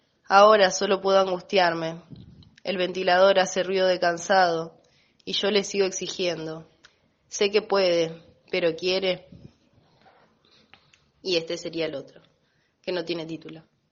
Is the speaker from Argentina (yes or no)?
yes; Santa Fe, Argentina; de Santa Fe.